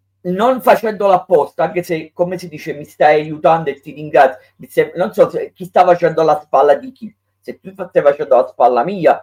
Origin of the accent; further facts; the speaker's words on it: Naples, Campania, Italy; da buon napoletano